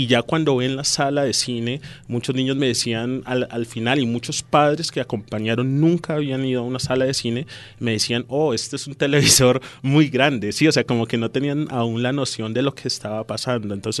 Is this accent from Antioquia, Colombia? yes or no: no; Soacha, Cundinamarca, Colombia; yo crecí en Altos de Casuca, nací allí, crecí allí en mi infancia